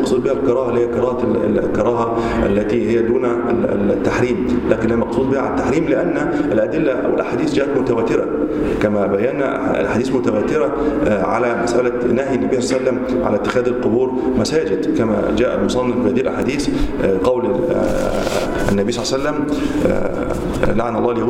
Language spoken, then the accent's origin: Arabic; Egypt; ويقال أنها أول ما بدأت عندنا في مصر